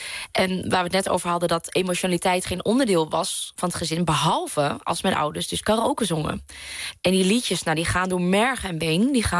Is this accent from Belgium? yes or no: no; Vietnam; accent: Vietnamese; Dutch is a second language; me schaamde van waar ik vandaan kwam. Dat ik een Vietnamees accent had en dat wij thuis een andere taal spraken.